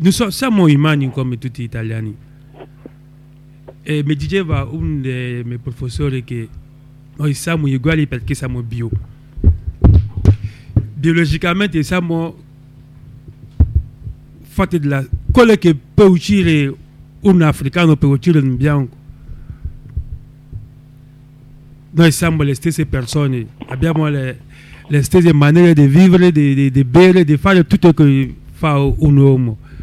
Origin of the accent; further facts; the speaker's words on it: Côte d’Ivoire; now in Rosarno, Italy; africano, vengo da Costa d'Avorio, vivo da quasi 5 anni a Rosarno